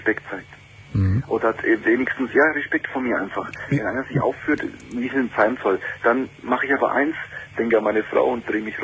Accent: Nuremberg, Bavaria, Germany; Domian, ich lebe in Bayern. Du wirst hier in Bayern für alle Scheiße bestraft. Ich komme aus Nürnberg.

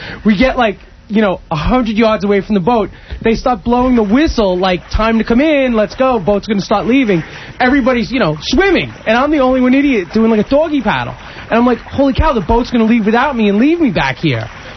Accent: Queens, New York, United States; I grew up in the Queens.

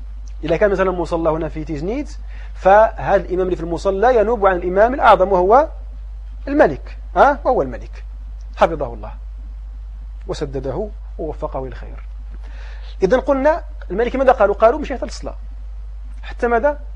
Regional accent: Morocco; لكن عندنا في المغرب

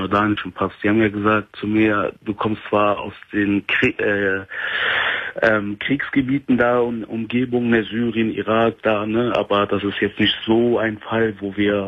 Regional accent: Germany; ich bin hier in Deutschland geboren, aufgewachsen, Schule, alles, Arbeit, und jetzt muss ich das Land verlassen.

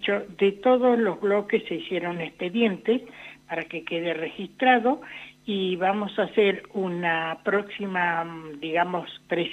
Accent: La Pampa, Argentina; La Pampa, que somos también parte de la Patagonia

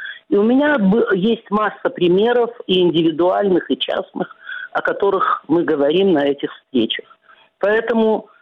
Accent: Belarus; я выросла в Беларуси, родилась.

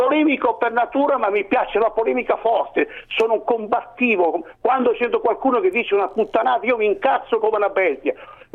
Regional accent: Cerignola, Apulia, Italy; now in Milan, Italy; No, io sono pugliese di origine, ma vivo sono di Cerignola.

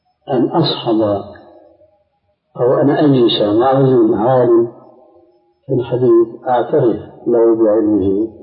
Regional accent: Syria; عندنا في الشام أنه التقى سوري مغربي في مجلس

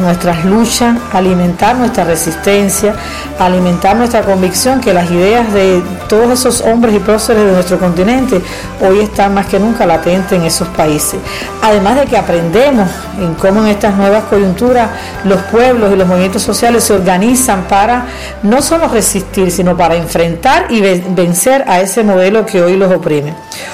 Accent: Cuba; soy cubana y estoy aquí representando

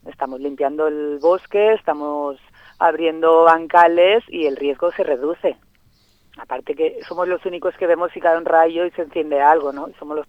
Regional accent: Catalonia, Spain; now in Huesca, Spain; Somos catalanas las que estamos ahora y pues bueno, en Cataluña se nos agotó un poco la búsqueda

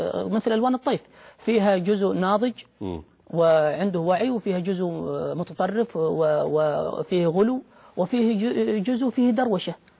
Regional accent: Saudi Arabia; يعني بمعنى عندنا في السعودية الآن يقول أنه ليبرالي

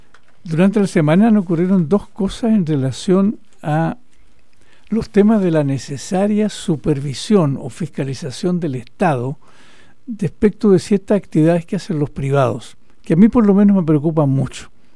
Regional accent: Chile; los chilenos, las chilenas y los que, no siendo chilenos aún, viven en nuestro país

